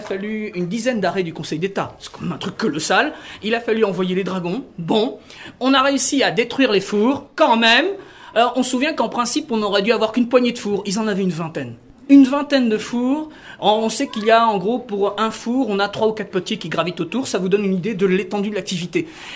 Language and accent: French; Normandy, France; je suis de la Manche